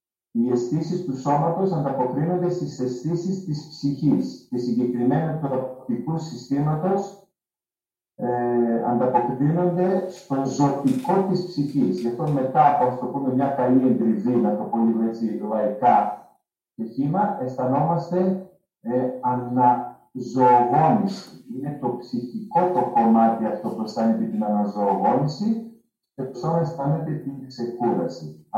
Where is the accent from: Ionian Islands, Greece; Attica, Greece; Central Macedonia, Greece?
Central Macedonia, Greece; Menemeni; Το μόνο που θυμάμαι από τα παιδικά μου χρόνια ήταν στη Μενεμένη